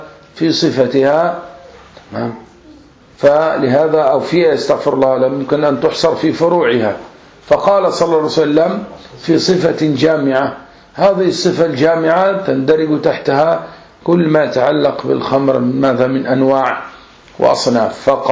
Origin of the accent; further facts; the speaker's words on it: Egypt; عندنا في مصر